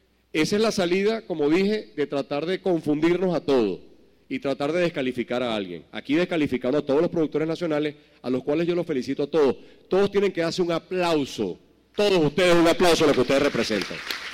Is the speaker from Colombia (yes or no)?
no; Venezuela; los conozco como venezolano y he estudiado y he leído sobre la materia